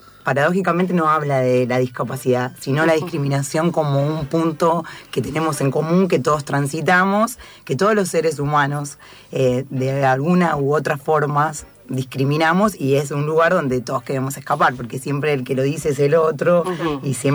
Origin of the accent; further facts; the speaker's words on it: Villa Madero, Buenos Aires Province, Argentina; Nosotros somos de Villa Madero, de La Matanza.